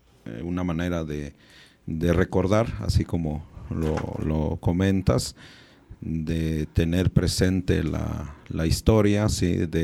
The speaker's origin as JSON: {"language": "Spanish", "country": "Mexico", "said": "tenemos una identidad también como pueblo originario y una identidad también como mexicana y mexicano."}